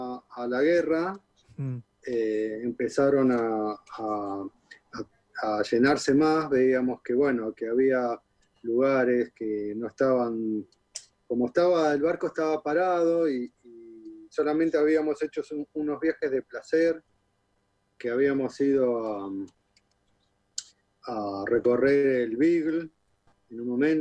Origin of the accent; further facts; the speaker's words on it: Buenos Aires, Argentina; yo soy de Buenos Aires, de Capital Federal